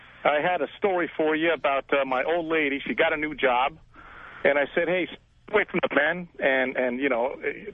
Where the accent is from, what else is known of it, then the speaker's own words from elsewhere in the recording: Brooklyn, New York, United States; now in Los Angeles, United States; Right, I go back all the time. I'm from Brooklyn.